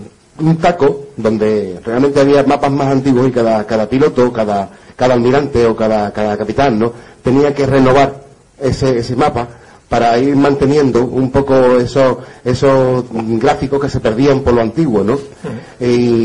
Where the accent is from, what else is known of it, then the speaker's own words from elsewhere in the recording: Huelva, Andalusia, Spain; yo que soy de Huelva